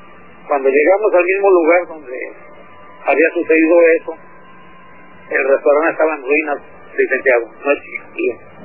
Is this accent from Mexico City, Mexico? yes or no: yes; Mexico City, Mexico; now in Baja California, Mexico; Tengo 17 años radicando aquí en Baja California.